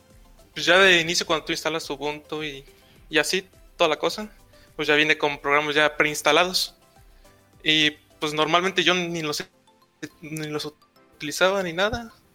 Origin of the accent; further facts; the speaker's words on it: Guanajuato, Mexico; Mira, aquí soy de México, aquí del estado de Guanajuato.